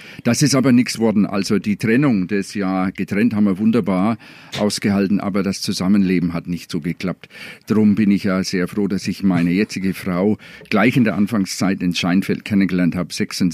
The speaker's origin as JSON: {"language": "German", "region": "Northern Ireland", "country": "United Kingdom", "tie": "born or raised there", "second_language": "German", "moved": "as an adult", "lives_now": "Germany", "said": "ich bin dort, bin eine richtige Ire, also Nordire, bin dort aufgewachsen und nach Franken gekommen, Mitte der 70er Jahre, also mittendrin in meinem Germanistikstudium. Da bin ich auch dem Fränkischen begegnet, hat mir gleich gefallen, weil ich ja kein Oxford-Englisch spreche."}